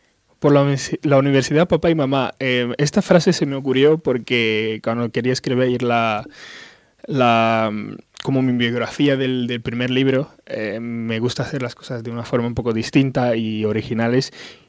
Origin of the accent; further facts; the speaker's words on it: Malabo, Bioko Norte, Equatorial Guinea; Sí, soy de Malabo. Es la capital de un pequeño país que se encuentra en Centro África que se llama Guinea Ecuatorial.